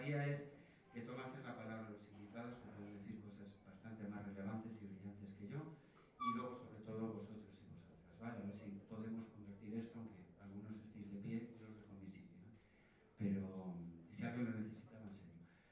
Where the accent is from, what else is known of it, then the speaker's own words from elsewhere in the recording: Viveiro, Galicia, Spain; born there; Viveiro, el pueblo donde yo nací, allí hicieron una clínica privada